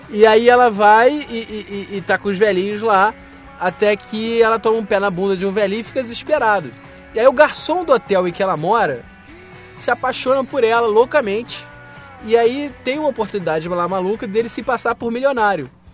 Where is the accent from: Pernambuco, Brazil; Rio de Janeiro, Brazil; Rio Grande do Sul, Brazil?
Rio de Janeiro, Brazil; now in São Paulo, Brazil; Eu sou do Rio